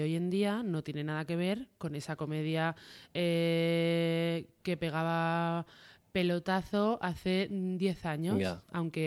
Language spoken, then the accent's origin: Spanish; Barcelona, Catalonia, Spain; Y yo soy de Barcelona.